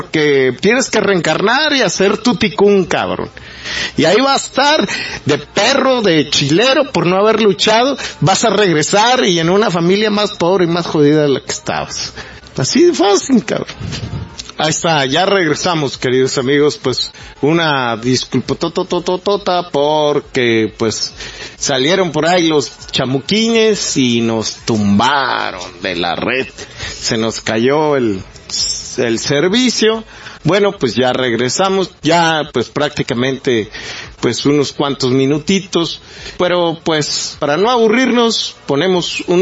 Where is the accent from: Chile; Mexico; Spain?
Mexico; somos los mexicanos bien pendejos para explotarlo